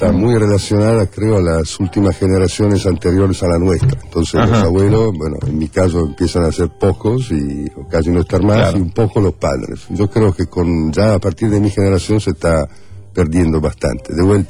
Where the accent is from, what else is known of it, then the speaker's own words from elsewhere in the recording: Lombardy, Italy; born there; Spanish is a second language; Yo nací cerca de Milán, a 30 kilómetros de Milán. Tengo una familia por mitad toscana, de Florencia, la parte de mi vieja, y la parte de mi viejo es de bien casi milanés, te diría.